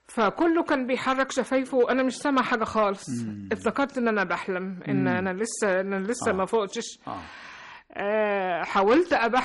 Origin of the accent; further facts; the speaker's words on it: Cairo, Cairo Governorate, Egypt; born there; في القاهرة. أيوة.